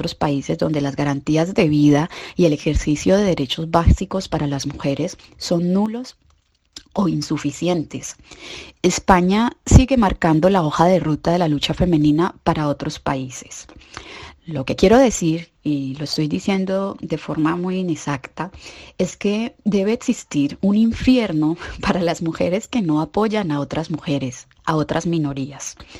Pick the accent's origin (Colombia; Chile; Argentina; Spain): Colombia; moved away; also born or lived in Ecuador / Mexico; como migrante colombiana que creció en Colombia, pero vivió muchos años en Ecuador y luego en México